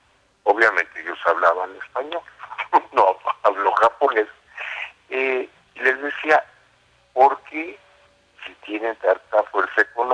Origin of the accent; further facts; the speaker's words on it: Mexico; Si queremos seguir siendo mexicanos, tendremos que defender la cultura.